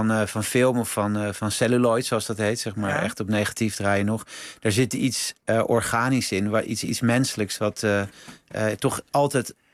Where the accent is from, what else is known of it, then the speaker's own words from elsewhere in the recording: Netherlands; dat vind ik natuurlijk als Nederlander ook interessant